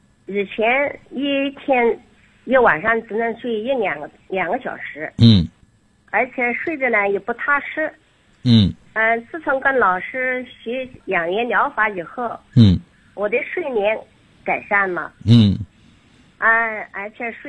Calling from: Xuancheng, Anhui, China; 我来自安徽宣城的。

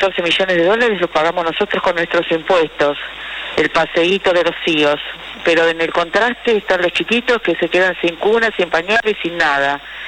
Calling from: Palermo, Buenos Aires, Argentina; soy de Palermo.

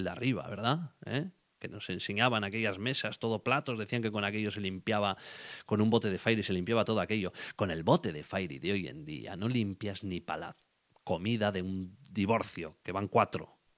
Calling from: Gautegiz Arteaga, Basque Country, Spain; hablando desde Gauteguizarteaga, el corazón de Urdaibai, el corazón de Vizcaya, tu corazón partido.

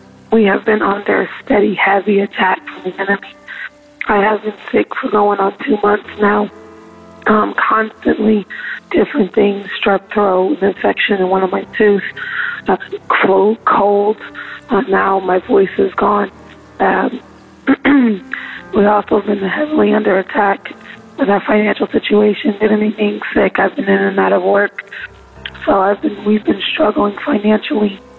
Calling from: California, United States; I'm calling from California.

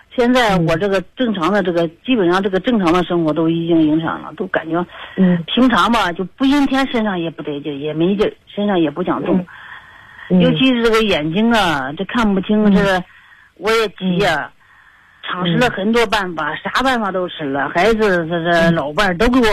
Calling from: Beijing, China; 我家是我家是北京的石景山这边的

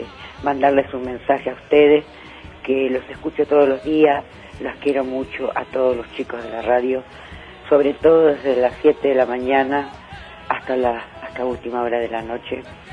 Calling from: Almagro, Buenos Aires, Argentina; de Almagro.

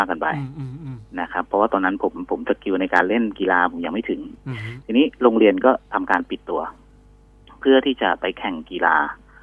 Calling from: Suphan Buri, Thailand; ตอนนี้อยู่ที่บ้านครับที่สุพรรณบุรี

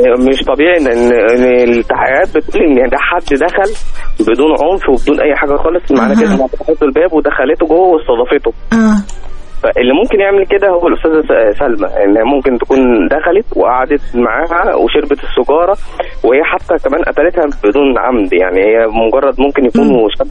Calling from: Giza, Giza Governorate, Egypt; انا من الجيزه فيصل

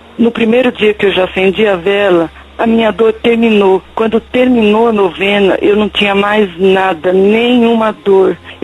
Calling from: Nova Serrana, Minas Gerais, Brazil; moro em Nova Serrana, Minas Gerais.

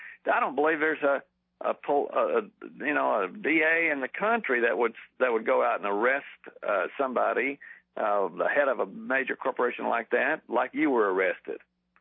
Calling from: Texas, United States; Excuse me … from Texas.

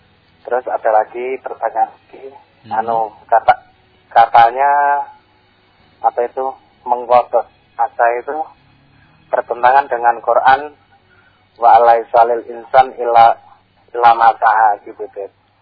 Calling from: Boyolali, Central Java, Indonesia; Ini dari Cipeti di Boyolali.

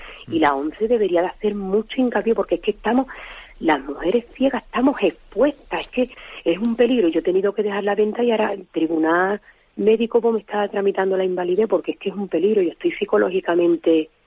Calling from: Jerez, Andalusia, Spain; soy la muchachita de Jerez, la muchachita ciega.

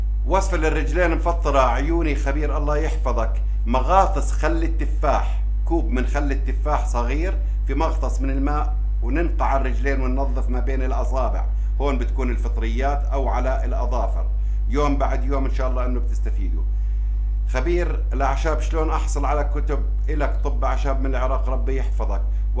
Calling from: Morocco; من المغرب، أنا متتبعة لك من 2005

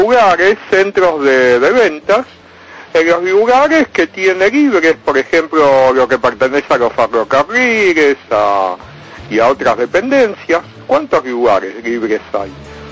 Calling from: Caballito, Buenos Aires, Argentina; de Caballito.

